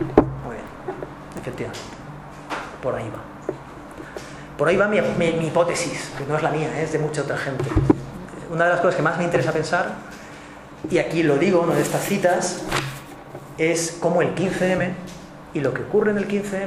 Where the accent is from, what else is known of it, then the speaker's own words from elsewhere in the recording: Valencia, Valencian Community, Spain; La plaza, yo soy de Valencia